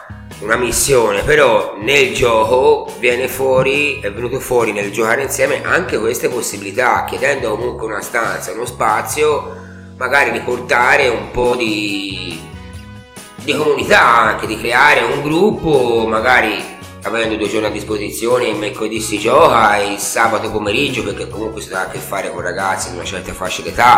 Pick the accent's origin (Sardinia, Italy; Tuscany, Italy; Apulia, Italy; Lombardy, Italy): Tuscany, Italy; Montevarchi; io sono di Montevarchi e mi ricordo che da ragazzo giocavo in Piazza della Repubblica